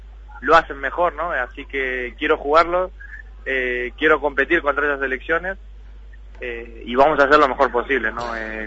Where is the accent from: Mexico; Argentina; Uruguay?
Argentina; moved away as an adult; now in Spain; más que nada siendo argentinos